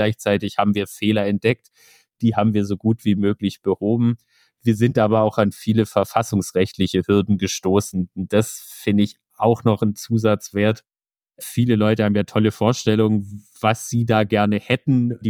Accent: Sigmaringen, Baden-Württemberg, Germany; Ich bin 32, seit 2,5 Jahren im Bundestag. Ich komme ganz aus dem Süden in Deutschland, aus Baden-Württemberg, Sigmaringen, um genau zu sein.

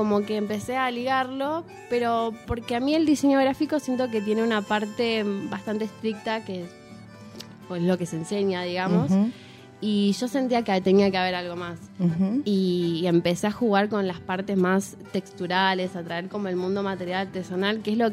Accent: Buenos Aires, Argentina; yo vengo primero de allá de Buenos Aires. Vivo en Flores y yo fui a una escuela secundaria que allá se llama, bueno, es el FADER

